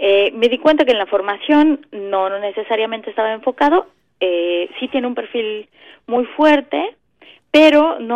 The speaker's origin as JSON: {"language": "Spanish", "region": "Mexico City", "country": "Mexico", "tie": "born or raised there", "said": "Yo crecí en el Distrito Federal, uh-huh, por lo tanto tenía, por supuesto"}